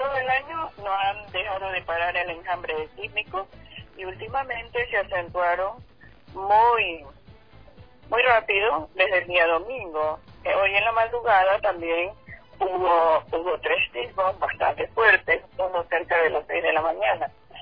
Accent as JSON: {"language": "Spanish", "region": "Esmeraldas", "country": "Ecuador", "said": "Así nos toca vivir a los esmeraldeños. Da mucha pena que los balnearios nuestros, los principales, estén siendo tan afectados, y también la ciudad en sí."}